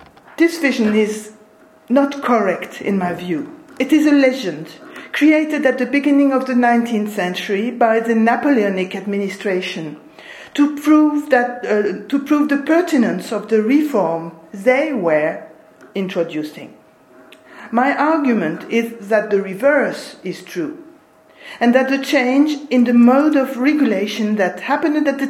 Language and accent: English; eastern France, France; born there; English is a second language; Well, I was born in Eastern France in a generation where students learned German, and so I'm still unable to talk Spanish today.